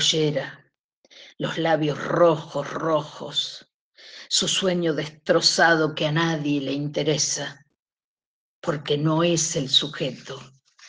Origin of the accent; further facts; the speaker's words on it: Buenos Aires, Argentina; born there; Y ahora aparece mi parte porteña, porque yo en realidad nací en Capital Federal.